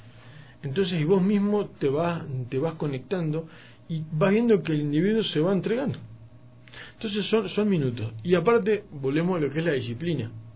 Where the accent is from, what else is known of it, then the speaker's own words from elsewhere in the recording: Uruguay; yo como uruguayo tomo mate